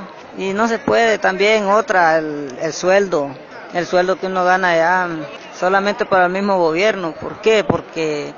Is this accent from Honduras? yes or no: yes; Tegucigalpa, Francisco Morazán, Honduras; Yo vengo de Tegucigalpa, la capital, de ahí de Honduras.